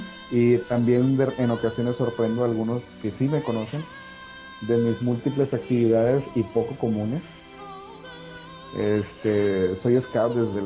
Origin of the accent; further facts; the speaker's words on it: Chiapas, Mexico; now in Monterrey, Mexico; Yo no soy originario de Monterrey, yo soy de Chiapas.